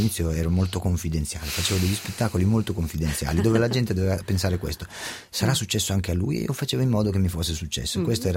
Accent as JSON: {"language": "Italian", "town": "Scandiano", "region": "Emilia-Romagna", "country": "Italy", "tie": "born or raised there", "lives_now": "Milan, Italy", "said": "Io sono cresciuto, sì, a Scandiano, e poi ho fatto le scuole a Modena"}